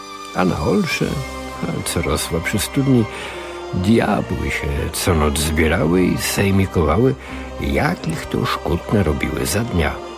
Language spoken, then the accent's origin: Polish; Jerzmowice, Lesser Poland, Poland; also born or lived in Kraków; now in Illinois, United States; jak w moim Krakowie. 22 Fahrenheita, ale bardziej mojsze są moje Jerzmowice, blisko Krakowa, za którymi czasami tęsknię, pomimo że dopiero co minęło zaledwie 2 tygodnie, jak wróciłem z urlopu świątecznego w rodzinnych stronach.